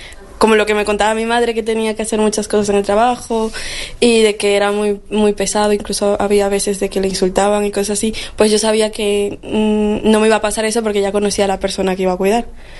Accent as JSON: {"language": "Spanish", "country": "Peru", "moved": "yes", "lives_now": "Spain", "said": "Soy de Perú, llevo 6 años aquí junto con mi madre"}